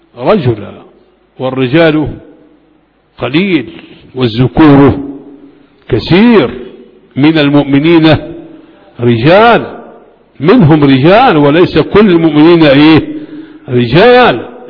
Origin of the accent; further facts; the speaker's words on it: Faqous, Sharqia Governorate, Egypt; كان يسكن بلدتي في هربيط مركز أبو كبير، ويأتي إلى بلدنا فاقوس